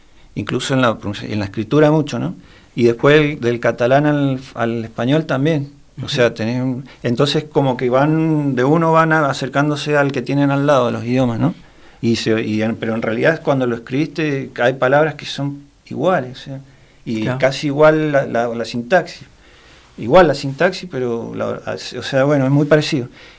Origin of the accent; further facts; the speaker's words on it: Neuquén, Argentina; born there; also born or lived in Mendoza; No, yo nací en Neuquén, pero.